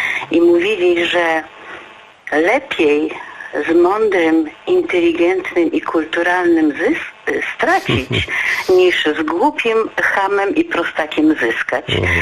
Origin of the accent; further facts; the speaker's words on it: Przemyśl, Subcarpathian Voivodeship, Poland; now in Opole, Poland; mieszkam w tej chwili w Opolu, ale pochodzę z Przemyśla